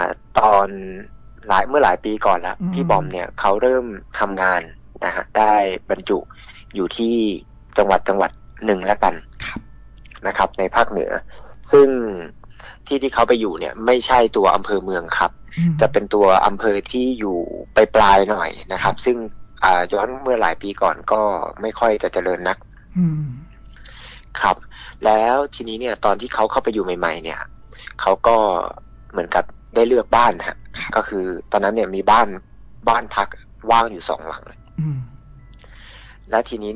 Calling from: Phrae, Thailand; ผมโทรมาจากจังหวัดแพร่ครับ

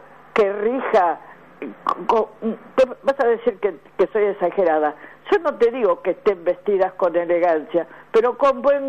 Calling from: Avellaneda, Buenos Aires Province, Argentina; de Avellaneda

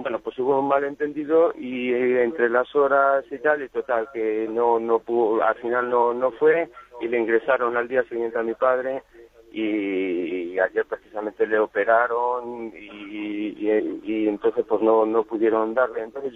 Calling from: Madrid, Community of Madrid, Spain; de Madrid.

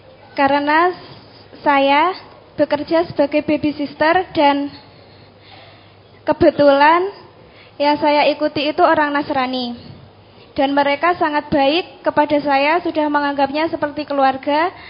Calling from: Pakis Baru, East Java, Indonesia; saya dari Desa Pakis Baru, Kecamatan Nawangan, Kabupaten Pacitan.

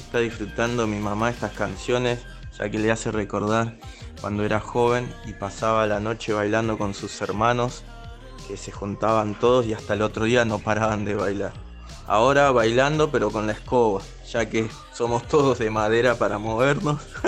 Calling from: Solano, Buenos Aires Province, Argentina; de Solano.

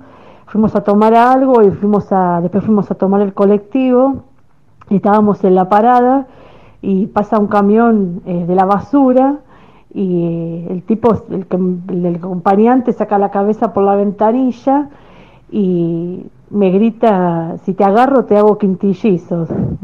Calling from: Villa Pueyrredón, Buenos Aires, Argentina; de Villa Pueyrredón.

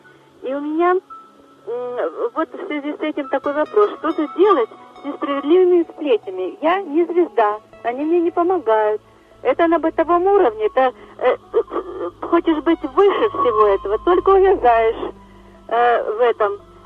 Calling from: Zelenograd, Moscow, Russia; Я из Зеленограда.

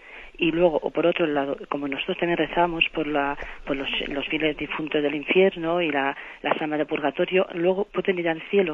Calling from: Soria, Castile and León, Spain; aquí de Soria.

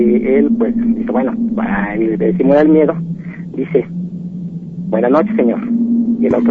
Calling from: State of Mexico, Mexico; Mira, hablo aquí de Zabalcoyos, del Estado de México.

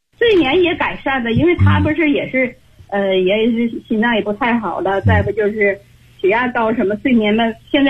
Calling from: Beijing, China; 我是北京的学员，我今年72岁了。

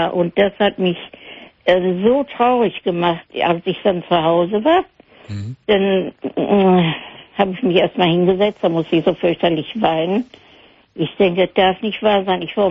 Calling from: North Rhine-Westphalia, Germany; Ja, ich komme hier aus Hörde.

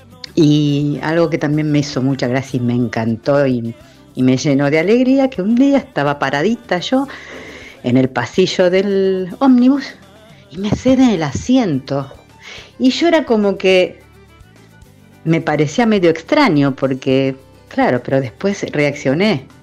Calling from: Mar del Plata, Buenos Aires Province, Argentina; de Mar del Plata, disfrutando por la ventana de un hermoso sol hoy

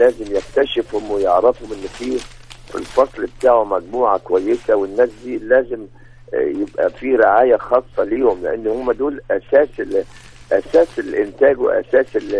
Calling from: Mansoura, Dakahlia, Egypt; بحيي حضرتك من المنصورة

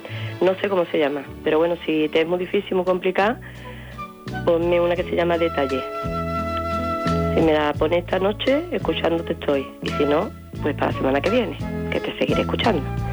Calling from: Seville, Andalusia, Spain; de Sevilla. Mira, las 2 y 20 de la mañana, escuchándote

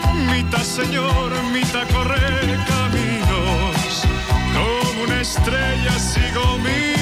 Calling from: Badajoz, Extremadura, Spain; de Badajoz.

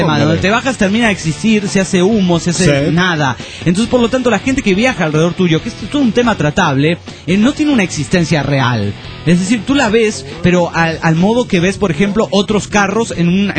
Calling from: Coronel Suárez, Buenos Aires Province, Argentina; Soy de Coronel Suárez, provincia de Buenos Aires, Argentina.

